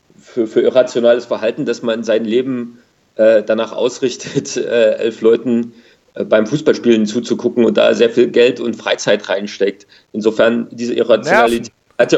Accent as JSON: {"language": "German", "region": "East Germany", "country": "Germany", "said": "so als Ostdeutsche"}